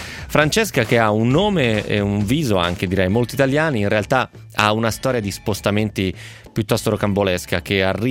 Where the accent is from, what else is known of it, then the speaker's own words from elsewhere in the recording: Mexico City, Mexico; moved away as an adult; also born or lived in Turin; now in St Andrews, United Kingdom; ho 21 anni. Sono nata a Torino, ma sono cresciuta a Città del Messico. È da 3 anni che vivo a St. Andrews, in Scozia, dove mi sono trasferita per l'università.